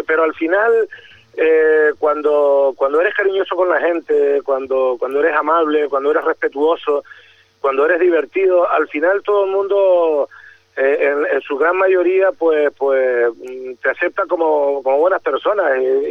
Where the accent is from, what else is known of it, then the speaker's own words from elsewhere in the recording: Güímar, Canary Islands, Spain; nombro todo lo que es mi infancia aquí en Güímar, lo que fue una infancia muy feliz